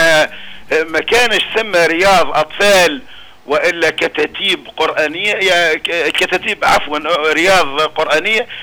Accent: Kebili Governorate, Tunisia; نفزاوة الحبيبة وأهلها طيبين، اللي على خلاف ربما طقسها صعب.

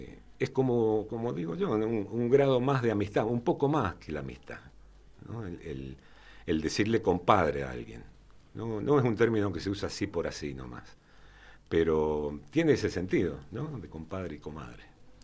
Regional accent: San José de Mayo, San José, Uruguay; Yo nací ahí en San José. Bueno, nací en el hospital Emilio Civil, allá en el parque, ¿no? Pero uh-huh. Mis primeras horas fueron ahí en San José, muy cerquita de la terminal

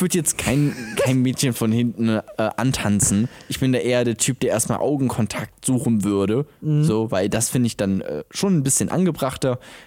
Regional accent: Bremen, Germany; also ich komme aus Bremen, so, da haben wir so eine Scheiße nicht.

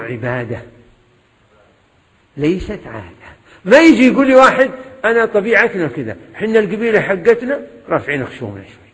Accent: Kuwait; لا من الموجودين عندنا في الكويت

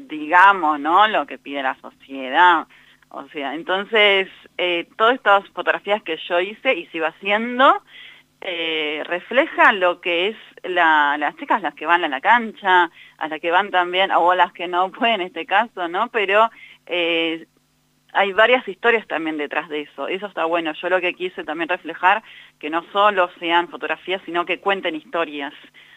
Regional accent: Florencio Varela, Buenos Aires Province, Argentina; soy fanática y soy de Florencio Varela.

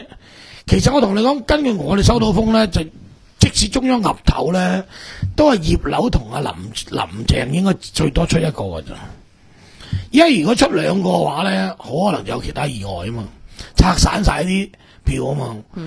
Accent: Hong Kong

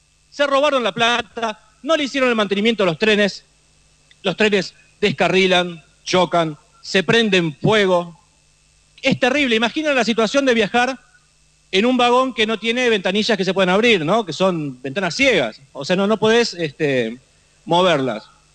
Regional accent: Lomas de Zamora, Buenos Aires Province, Argentina; Yo soy de Lomas de Zamora.

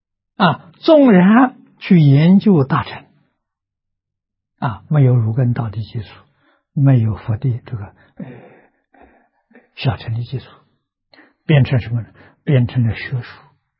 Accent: China; 我们是现代人，我们是中国人，我们的生活规范是中国古圣先贤定的

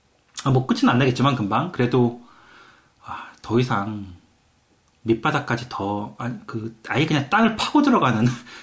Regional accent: South Korea; now in United Kingdom; 떳떳하게 한국에서 왔다 얘기 지금까지는 잘했는데

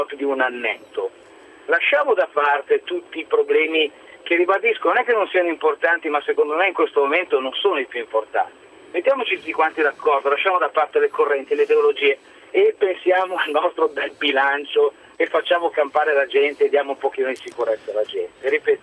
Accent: Milan, Lombardy, Italy; Sono di Milano ma chiamo dalla bella Vieste.

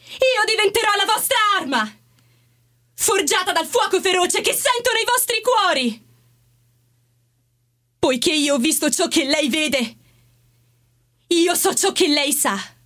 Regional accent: Gioia del Colle, Apulia, Italy; vengo dalla Puglia.

